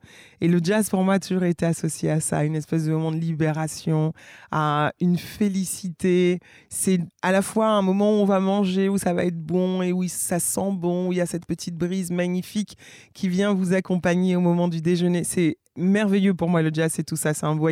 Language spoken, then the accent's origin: French; French Guiana, France; J'ai grandi notamment en Guyane.